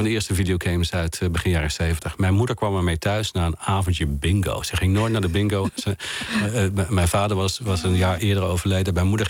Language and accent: Dutch; Oisterwijk, North Brabant, Netherlands; ik zie me nu weer zitten met dit geluid op de voorzolder bij ons thuis in Brabant, in Oosterwijk.